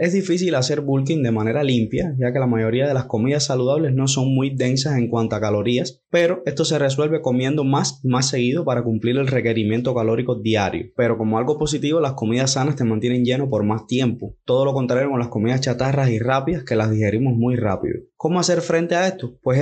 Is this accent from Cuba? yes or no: yes; Cuba; en mi caso, que soy de Cuba, pues no cuesta nada, hasta donde tengo entendido